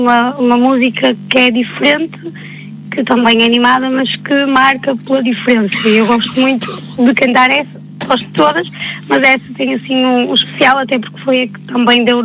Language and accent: Portuguese; Marco de Canaveses, Porto, Portugal; Sou de Mar Canaveses.